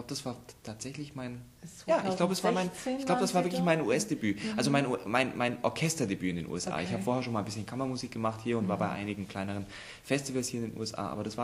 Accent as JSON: {"language": "German", "town": "Augsburg", "region": "Bavaria", "country": "Germany", "lives_now": "Munich, Germany", "said": "Ich komme aus Augsburg, aber ich wohne seit 10 Jahren in München."}